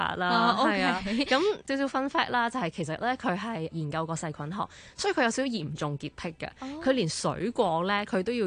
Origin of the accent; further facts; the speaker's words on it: China; 咁我哋中国人都食好多呢一啲嘅话，其实系唔太担心嘅